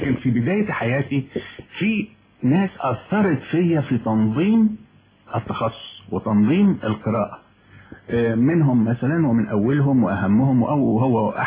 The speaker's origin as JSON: {"language": "Arabic", "region": "Minya Governorate", "country": "Egypt", "tie": "born there", "said": "مظبوط، يعني بالضبط كده"}